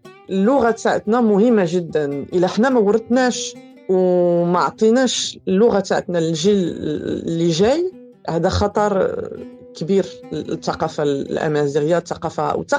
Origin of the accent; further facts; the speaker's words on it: France; انا كبرت في فرنسا واغلبيه عائلتي ساكنه في المغرب، حنا قراب وتربينا يعني تربيه تقليديه واكيد حنا يعني هويتنا كشلوح ومغاربه